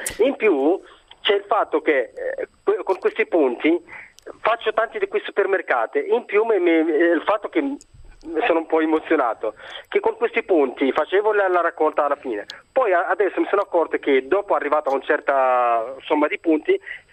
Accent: Morocco; Italian is a second language; now in Italy; Sono marocchino, ma mi ricordo quando sono arrivato in Italia, non ho mai studiato l'italiano

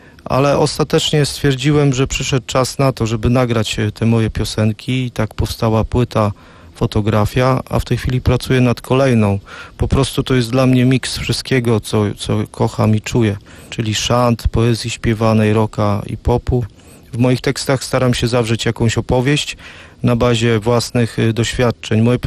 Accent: Kołobrzeg, West Pomeranian Voivodeship, Poland; jestem z Kołobrzegu.

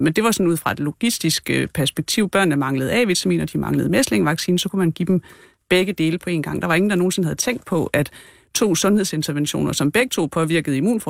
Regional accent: Region of Southern Denmark, Denmark; Nej, jeg er en pige fra Fyn, så nej.

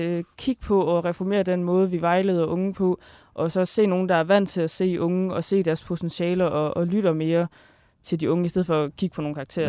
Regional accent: Kolding, Region of Southern Denmark, Denmark; jeg kommer fra Kolding, og der ligger noget tæt på, der hedder Haderslev.

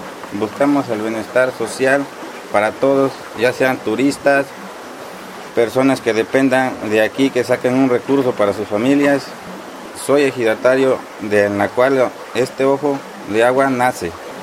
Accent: Ojo de Agua, Veracruz, Mexico; Yo soy nativo de este pueblo, del pueblo de Ojo de Agua, Miguel Hidalgo, municipio de Amatlán de los Reyes.

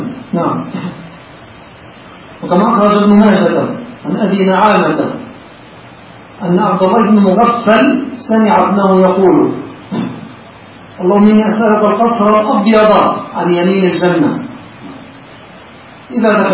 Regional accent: Egypt

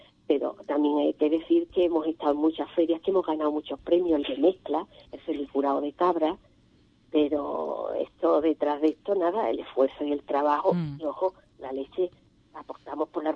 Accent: Ubrique, Andalusia, Spain; ni hablo de mi pueblo, ni de Ubrique, ni la excelencia que nos caracteriza al pueblo de Ubrique

